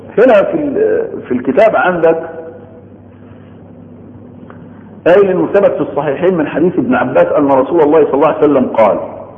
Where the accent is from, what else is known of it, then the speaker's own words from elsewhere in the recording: Egypt; يعني عندنا في مصر بننطق لغة، في السعودية بينطقوا لكنة ولغة